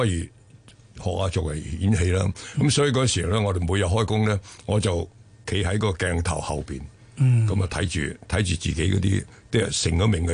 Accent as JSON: {"language": "Cantonese", "country": "China", "lives_now": "Hong Kong", "said": "大陆嘅，我系喺中国"}